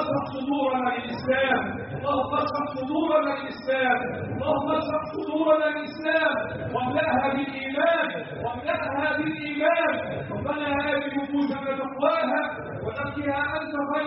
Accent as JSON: {"language": "Arabic", "country": "Egypt", "said": "اللهم احفظ بلدنا مصر وسائر بلاد"}